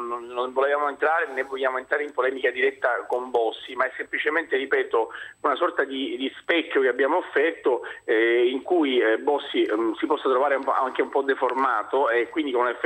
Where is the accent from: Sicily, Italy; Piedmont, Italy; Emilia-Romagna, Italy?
Sicily, Italy; also born or lived in Milan; No, io sono siciliano, ancora più a sud di Napoli